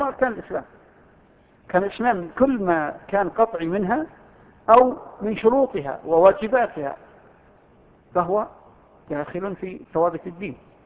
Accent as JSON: {"language": "Arabic", "country": "Saudi Arabia"}